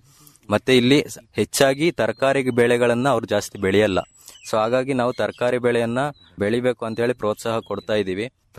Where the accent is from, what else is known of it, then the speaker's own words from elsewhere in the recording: Banur, Karnataka, India; ನಾನು ಮೂಲತಃ ಚಿಕ್ಕಮಗಳೂರು ಜಿಲ್ಲೆ ಕಡೂರು ತಾಲೂಕು ಬಾಣೂರು ಗ್ರಾಮದಿಂದ ಬಂದಿರ್ತೀನಿ.